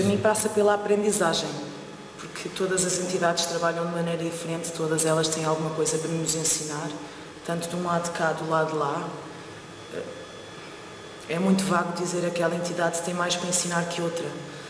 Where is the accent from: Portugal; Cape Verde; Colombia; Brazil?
Portugal; Eu sou portuguesa